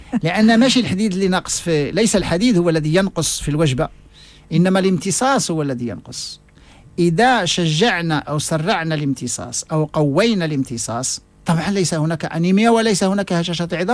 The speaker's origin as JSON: {"language": "Arabic", "country": "Morocco", "said": "وكاين عندهم نفس الأشياء اللي عندنا في المغرب"}